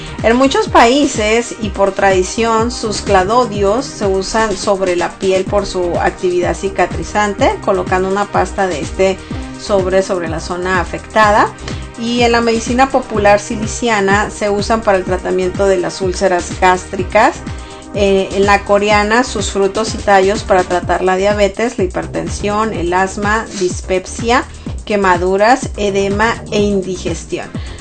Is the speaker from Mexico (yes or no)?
yes; Sonora, Mexico; Nosotros que somos de Sonora, pues los cactus son estas plantas con espinas y que algunas sí se consumen para hacer algún tipo de dulce.